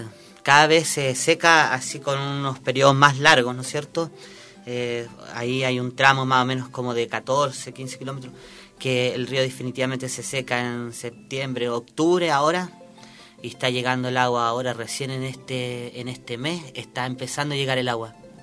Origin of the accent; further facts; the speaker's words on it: La Vega, Atacama, Chile; Yo soy de La Vega, eso está más... aproximadamente como a 4 kilómetros de la cabecera comunal, Alto El Carmen, la comuna, ¿no es cierto? Y bueno, es un valle transversal, el último valle que más o menos corta el desierto